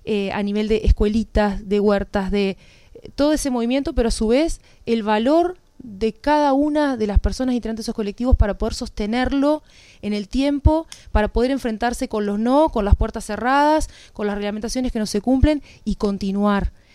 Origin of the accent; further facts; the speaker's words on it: Progreso, Canelones, Uruguay; Yo soy de Progreso, pero tengo el corazón en Santa Lucía.